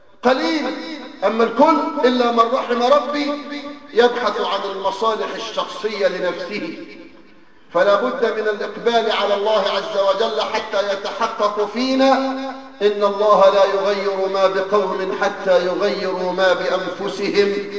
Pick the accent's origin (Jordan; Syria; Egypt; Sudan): Egypt; أيها الأحباب، بلدنا مصر تمر بمرحلة